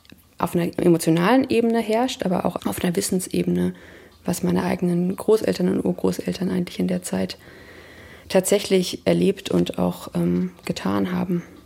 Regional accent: Germany

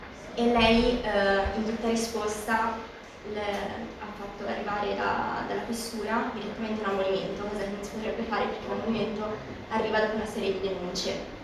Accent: Messina, Sicily, Italy; Io sono messinese

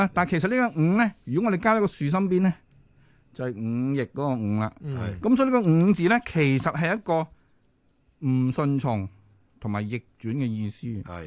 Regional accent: Guangdong, China; 咁而家我哋广东人都冬至好紧张嘅

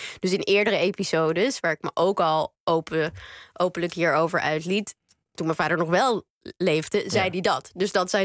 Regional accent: Netherlands; En dat is omdat ik uiteindelijk gewoon wel Nederlands ben. Ik voel me een Nederlander, Joodse Nederlander.

